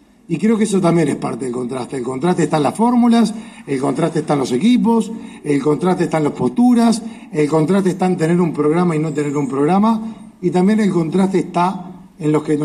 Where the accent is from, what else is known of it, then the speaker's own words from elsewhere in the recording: Uruguay; y también como uruguayo